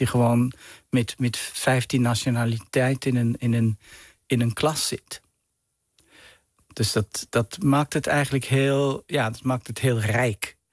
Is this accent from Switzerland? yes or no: yes; Gstaad, Bern, Switzerland; Ik ben opgegroeid in Zwitserland in een bergdorp. Een beetje een mondain dorp, Gstaad.